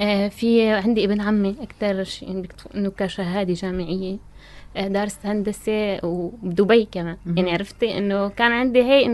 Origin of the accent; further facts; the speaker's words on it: Tartus, Tartus Governorate, Syria; لا أنا ساكنة بطرطوس من صغري